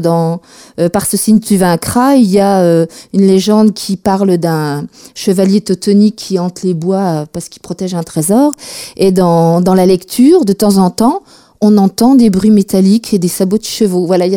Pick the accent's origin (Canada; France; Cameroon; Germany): France; Mirecourt, Grand Est; parents sont partis travailler dans les Vosges, donc on s'est installé rapidement dans les Vosges. J'ai grandi à Mirecourt, capitale de la lutherie, voilà.